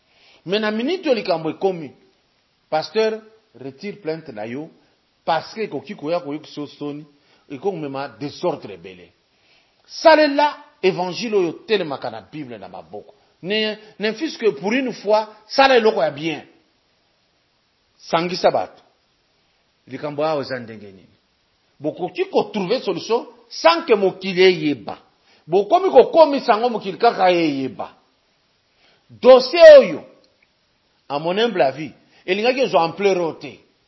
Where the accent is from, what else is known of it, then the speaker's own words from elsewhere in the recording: Lubumbashi, Haut-Katanga, DR Congo; que nous on a respecté depuis toujours chez nous à Lubumbashi